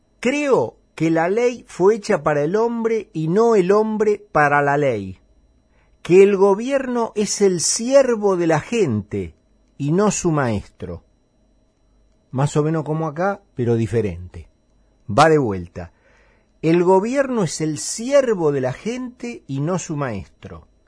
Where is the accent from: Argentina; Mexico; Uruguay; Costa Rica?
Argentina; Lo cual habla bastante de cómo somos los argentinos